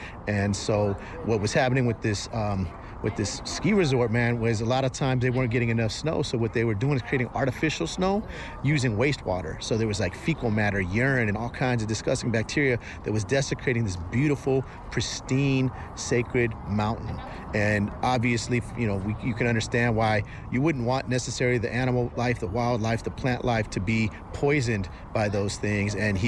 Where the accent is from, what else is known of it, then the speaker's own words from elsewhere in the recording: San Francisco, California, United States; San Francisco Peaks, man, I'm from Frisco, you know what I'm saying? Right across the bridge